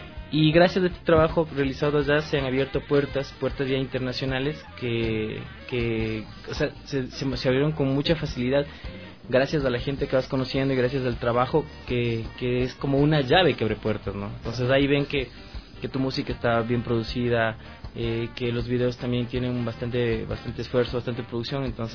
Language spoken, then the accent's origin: Spanish; Ambato, Tungurahua, Ecuador; moved away as an adult; also born or lived in Spain; Sí, soy ambateño. Entonces, fue en Ambato, más o menos a los 19 años yo salí del Ecuador, fui a España y viví 7 años allá.